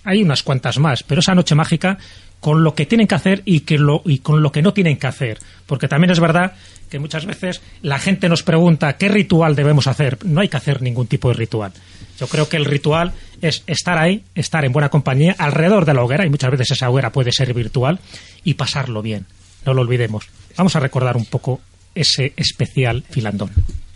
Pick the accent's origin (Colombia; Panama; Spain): Spain; Castile and León; Yo, aparte de mi tierra leonesa